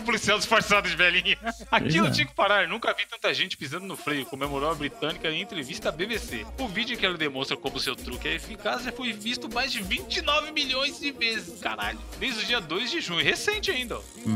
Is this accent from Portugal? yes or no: no; Brazil; Ah, sou do Brasil, mano, não sei.